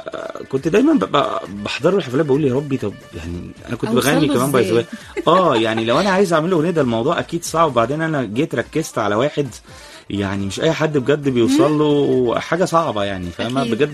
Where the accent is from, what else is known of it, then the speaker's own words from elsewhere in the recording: Alexandria, Alexandria Governorate, Egypt; now in Cairo, Egypt; والله يعني انا اصلا اسكندراني، وبقالي حوالي 12 او 13 سنة هنا قاعد مقيم في القاهرة طبعا